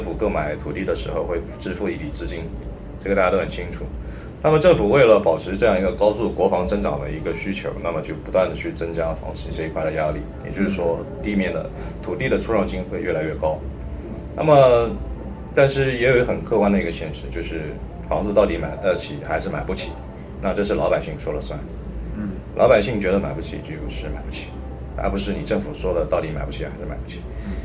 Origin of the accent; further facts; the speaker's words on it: Huai'an, Jiangsu, China; 我的家乡在江苏北部，周恩来总理的故居